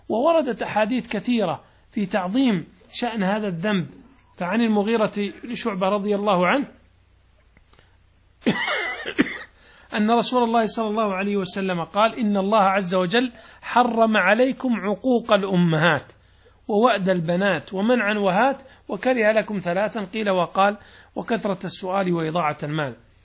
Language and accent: Arabic; Saudi Arabia; لأن العادات عندنا في السعودية مثلا تختلف عن عندكم في المغرب، عن مصر، عن الشام